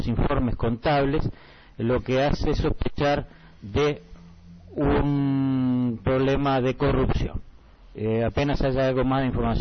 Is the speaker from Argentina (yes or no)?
no; Uruguay; pero mucho mejor porque nosotros somos uruguayos.